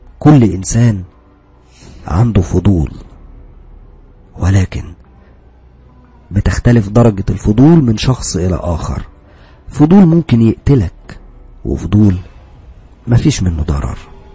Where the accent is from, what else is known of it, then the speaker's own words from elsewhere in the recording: Alexandria, Alexandria Governorate, Egypt; انا من اسكندرية، بس كنت بدرس في طنطا،